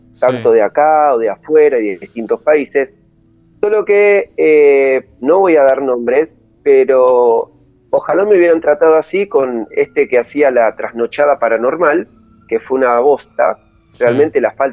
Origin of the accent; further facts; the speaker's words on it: Avellaneda, Buenos Aires Province, Argentina; Yo soy de Avellaneda.